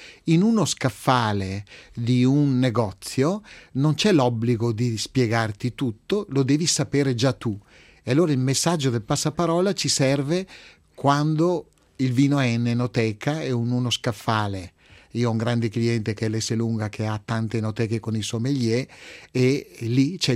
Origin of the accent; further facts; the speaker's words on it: Veneto, Italy; Nei vini, essendo veneto, il mio vino di punta è l'Amarone